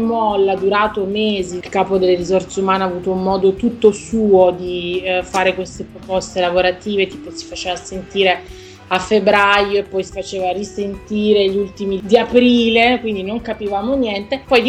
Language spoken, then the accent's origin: Italian; Milan, Lombardy, Italy; now in Mumbai, India; Io vengo da Milano, anche se sono pugliese di origine, mi trovo a Mumbai